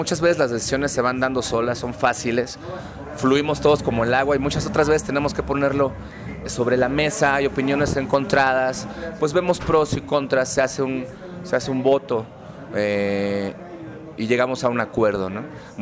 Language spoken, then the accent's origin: Spanish; Mexico; yo voy a hablar personalmente de pues, mi tierra, ¿no? De México y de Latinoamérica, de este continente.